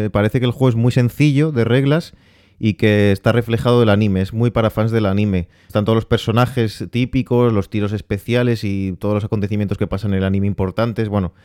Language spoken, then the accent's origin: Spanish; Spain; Sí, yo soy de España, sí.